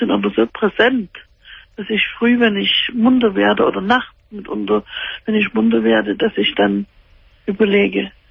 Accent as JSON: {"language": "German", "town": "Dresden", "region": "Saxony", "country": "Germany", "said": "weil wir stammen normalerweise aus Dresden."}